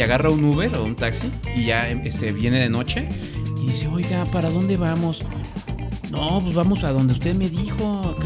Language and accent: Spanish; Mexico City, Mexico; No, es que yo estoy hablando como chilango.